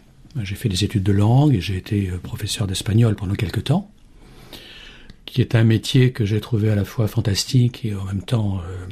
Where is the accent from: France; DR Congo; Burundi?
France; Donc je suis français, je suis un ancien diplomate